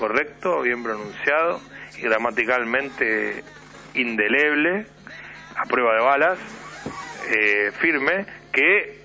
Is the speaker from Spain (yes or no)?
no; Argentina; Para que puedan pronunciar el idioma donde van y nos dejen bien parados como argentinos.